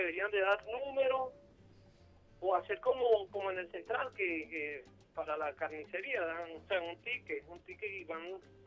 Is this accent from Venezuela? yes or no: yes; Venezuela